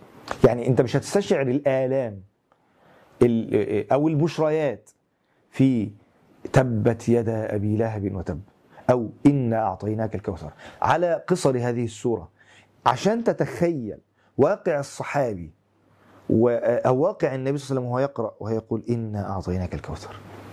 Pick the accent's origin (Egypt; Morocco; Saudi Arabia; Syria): Syria; تخيل يعني في بلادنا سوريا الحبيبة وما تعاني من قضايا ومشاكل وابتلاءات